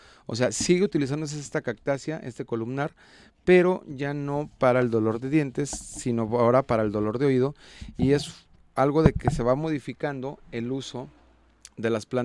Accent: Juanacatlán, Jalisco, Mexico; Y no nomás en Juanacatlán, en mi pueblo, sino en varios pueblos me tocó ver esta decoración

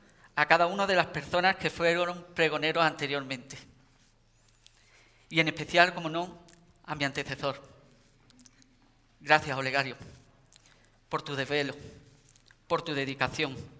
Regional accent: Ubrique, Andalusia, Spain; Hoy es una noche muy importante para mí, en la que me toca pregonar la Semana Mayor de mi pueblo.

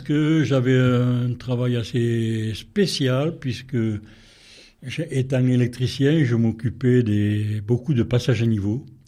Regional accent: Occitanie, France; Non, mais je suis de l'Aude, Narbonne, Carcassonne.

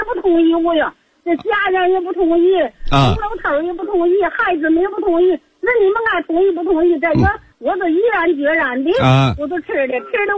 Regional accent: Hebei, China; 我是河北人

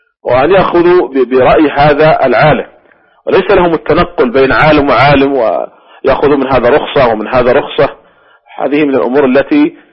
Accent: Saudi Arabia; مثلا عندنا في المملكة العربية السعودية أكثر من 8 ملايين

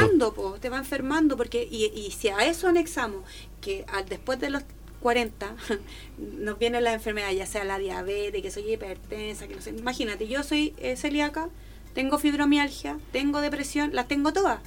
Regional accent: Chile; Nosotros como chilenos estamos enfermos

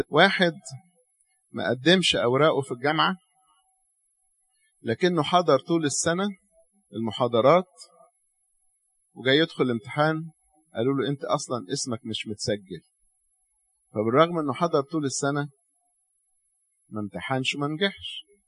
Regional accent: Egypt; ليه الناس عندنا في مصر مش عارفة تفهم دي؟

